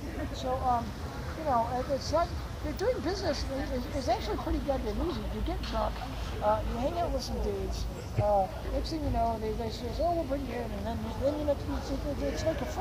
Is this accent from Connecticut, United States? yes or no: no; Manhattan, New York, United States; Well, you know, honestly, as a New Yorker, which is what I am